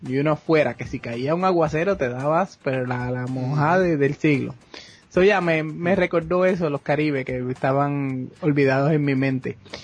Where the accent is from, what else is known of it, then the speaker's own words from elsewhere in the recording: Hatillo, Puerto Rico; porque yo crecí en Atillo, pues, no, íbamos a los cines de Arecibo